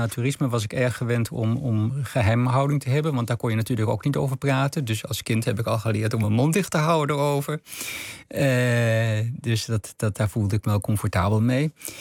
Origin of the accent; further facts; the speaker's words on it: Arnhem, Gelderland, Netherlands; also born or lived in Schoonhoven; vanaf mijn vierde zijn we van Schoonhoven naar Arnhem verhuisd.